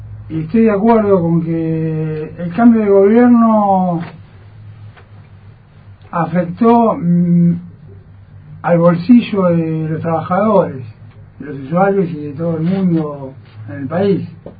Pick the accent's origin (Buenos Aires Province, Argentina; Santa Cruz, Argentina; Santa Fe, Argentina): Buenos Aires Province, Argentina; La Plata; hace 10 años que estoy, soy de La Plata, hace 10 años que estoy en Vilma.